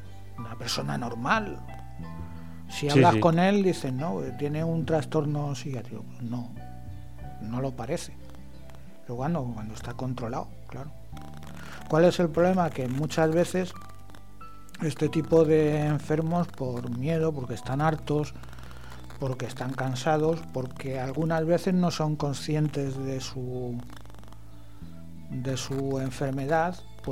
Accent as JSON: {"language": "Spanish", "town": "Madrid", "region": "Community of Madrid", "country": "Spain", "tie": "born or raised there", "said": "Yo me acuerdo de cuando era chaval también, yo vivía en Madrid"}